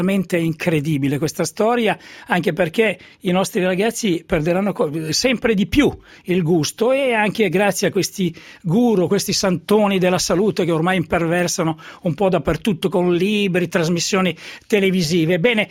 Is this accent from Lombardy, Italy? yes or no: no; Emilia-Romagna, Italy; also born or lived in Florence; andrò poi anche in Romagna, perché sono stato cresciuto a Piadina